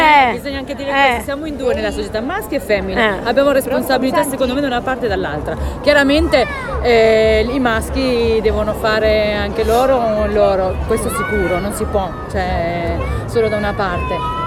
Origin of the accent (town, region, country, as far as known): Rome, Lazio, Italy